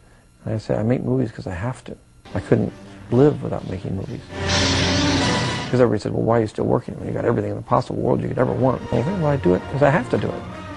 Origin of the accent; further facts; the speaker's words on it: Modesto, California, United States; Modesto is, it's California, but it really is the Midwest. Yeah, so I grew up as Midwestern Californian.